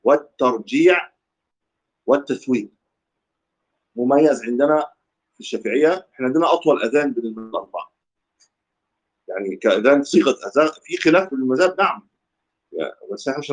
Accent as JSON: {"language": "Arabic", "country": "Egypt", "said": "وفي عندها في ناس لا تاتي بالتثويب حتى كمان، بس طبعا مش عندنا في مصر"}